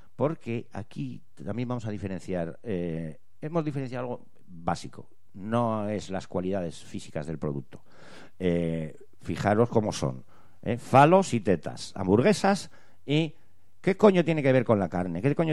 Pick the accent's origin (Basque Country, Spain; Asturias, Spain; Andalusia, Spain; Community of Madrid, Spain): Basque Country, Spain; Bilbao; que somos de Bilbao.